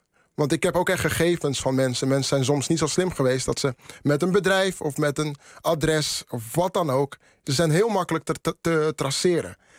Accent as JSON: {"language": "Dutch", "country": "Netherlands", "said": "Ik ben ook een Nederlander. Al kan je me niet op mijn blauwe ogen geloven, maar eerder op mijn dreadlocks. Mm. Ik ben ook een Nederlander."}